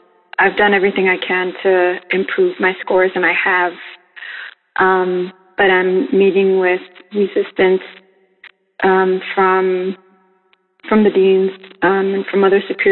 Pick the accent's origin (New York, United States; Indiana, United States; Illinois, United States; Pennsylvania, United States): New York, United States; I'm from New York, the Bronx.